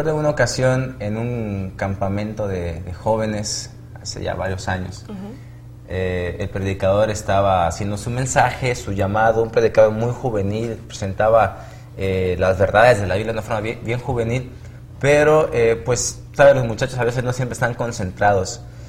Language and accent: Spanish; Tamaulipas, Mexico; soy estudiante también de la Escuela de Teología, tengo 23 años y soy del estado de Tamaulipas.